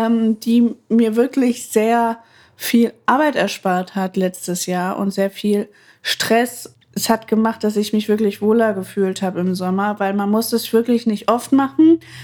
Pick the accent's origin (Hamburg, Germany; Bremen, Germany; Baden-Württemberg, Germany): Bremen, Germany; Mal kurzer Exkurs in meine Kindheit auf dem Bremer Freimarkt. Ich habe das noch so doll vor mir.